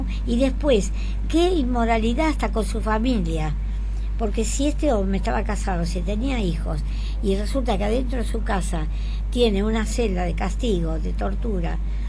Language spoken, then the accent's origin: Spanish; Catalonia, Spain; Apoyo a los catalanes, yo soy catalana, y apoyo